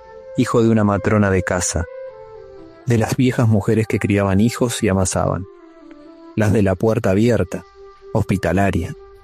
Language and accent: Spanish; Monteros, Tucumán, Argentina; born there; Mi papá fue quien hizo los adoquines de las calles de Monteros, en Tucumán, donde nací.